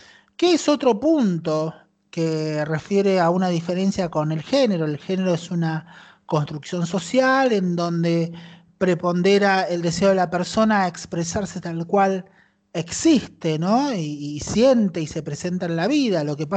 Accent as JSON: {"language": "Spanish", "town": "Luján", "region": "Buenos Aires Province", "country": "Argentina", "tie": "born there", "said": "a mí apenas nací, me abandonaron en la década del 70, me abandonaron en un hotel en las cercanías de Luján"}